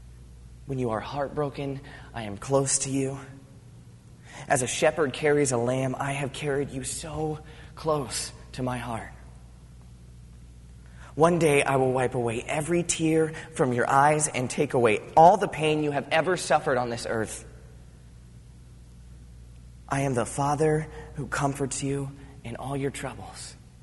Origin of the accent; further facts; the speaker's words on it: Virginia Beach, Virginia, United States; but I'm from Virginia Beach. I don't know how many of you guys know that. I'm from Virginia Beach. I've spent a lot of time on beaches